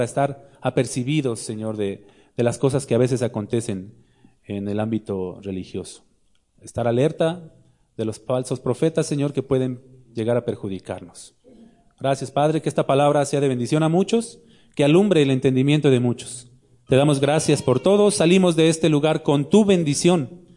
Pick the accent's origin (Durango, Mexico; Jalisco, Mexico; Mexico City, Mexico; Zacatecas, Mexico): Mexico City, Mexico; now in León, Mexico; Bueno, estamos en León, pero yo soy chilango, ustedes lo saben.